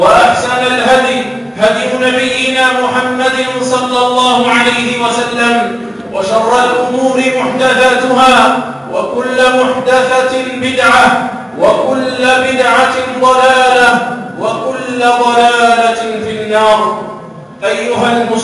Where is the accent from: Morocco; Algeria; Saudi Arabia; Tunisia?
Algeria; للتصدي لكل المؤامرات التي تحاك ضد بلدنا الجزائر